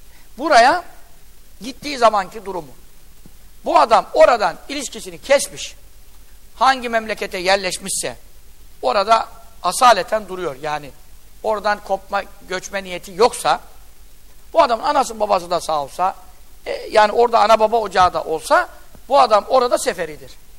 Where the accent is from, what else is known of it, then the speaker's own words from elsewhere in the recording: Yeğenli, Giresun, Turkey; Bizim köy, Görele Yeğenli köyündenim ben. Ben çocukken de gidiyordum.